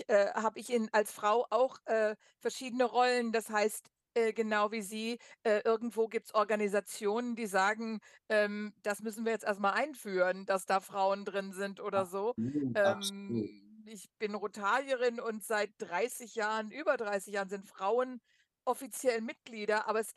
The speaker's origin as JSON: {"language": "German", "country": "Germany", "moved": "yes", "lives_now": "United States", "said": "Und das hat mich damals als Deutsche, die da hinkam, ich gedacht, wunderbar."}